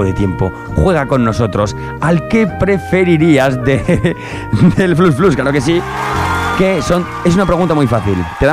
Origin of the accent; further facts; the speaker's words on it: Aragon, Spain; Para los de Fraga, como somos de la Franja y hablamos más